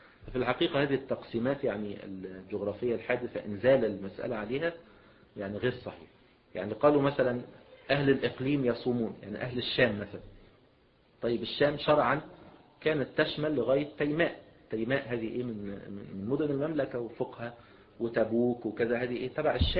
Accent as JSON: {"language": "Arabic", "country": "Egypt", "said": "مثلا السلوم مثلا عندنا في مصر"}